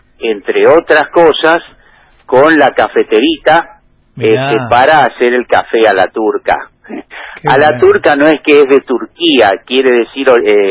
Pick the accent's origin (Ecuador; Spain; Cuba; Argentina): Argentina; Buenos Aires; born there; obviamente nací acá, yo nací en Colegiales.